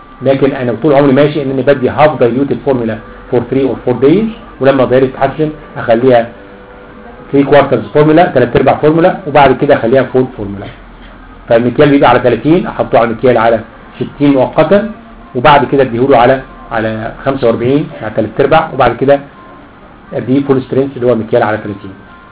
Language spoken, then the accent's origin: Arabic; Egypt; اللي هو مفهوم لبن الرايب بالنسبه لنا احنا كمصريين